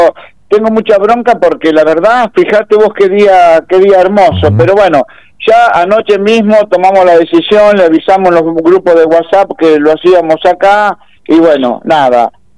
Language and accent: Spanish; Argentina; Como argentino y como peronista, me da vergüenza ajena la situación.